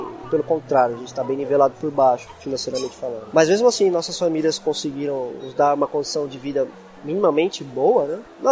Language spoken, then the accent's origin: Portuguese; São Paulo, Brazil; a gente é da Zona Leste de São Paulo